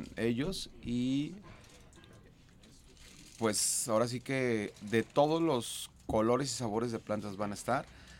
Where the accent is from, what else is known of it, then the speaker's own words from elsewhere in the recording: Guadalajara, Jalisco, Mexico; Soy del barrio de San Andrés.